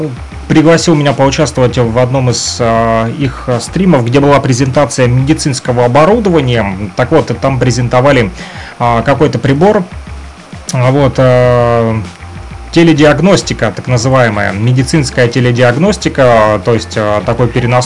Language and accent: Russian; Luhansk Oblast, Ukraine; там были люди из Европы, вот, в том числе из России, вот, и я из ЛНР